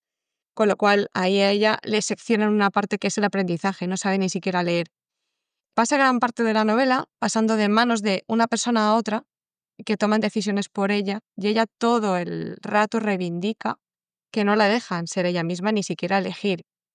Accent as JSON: {"language": "Spanish", "town": "Alicante", "region": "Valencian Community", "country": "Spain", "said": "Yo soy alicantina, mi abuela es alicantina."}